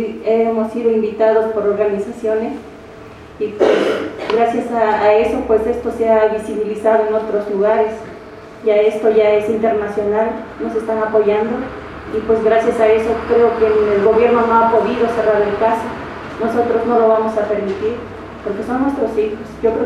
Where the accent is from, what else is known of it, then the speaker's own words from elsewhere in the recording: Mexico; Porque si nosotros como mexicanos seguimos permitiendo que se nos siga pisoteando nuestra dignidad